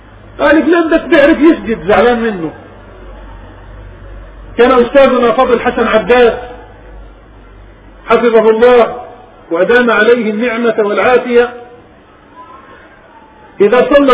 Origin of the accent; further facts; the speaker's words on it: Palestine; وجاء إلى بلادنا فلسطين أكثر من مرة زيارات يعلم الناس